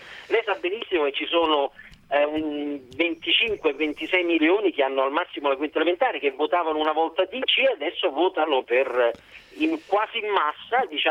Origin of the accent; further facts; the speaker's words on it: Lazio, Italy; In Ciociaria, esatto, al mio paese.